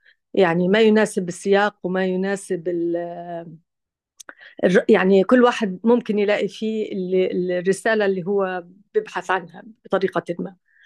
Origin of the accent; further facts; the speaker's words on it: Palestine; أنا طبعا جاية زي ما كتير منكم عارفين من أنا فلسطينية، حاليا إحنا بنعيش بوضع إبادة حقيقي